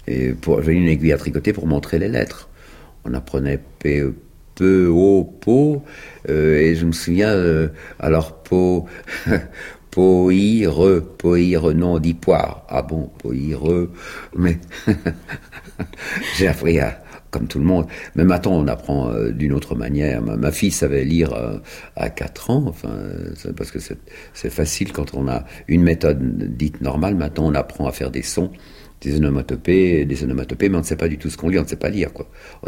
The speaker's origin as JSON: {"language": "French", "town": "Bègles", "region": "Nouvelle-Aquitaine", "country": "France", "tie": "born or raised there", "said": "je suis né à Bègles, dans la banlieue de Bordeaux. On avait un grand jardin, et dans ce grand jardin, j'avais 3 ans et demi quand les Américains sont arrivés en 1917. Je suis né en février 1914."}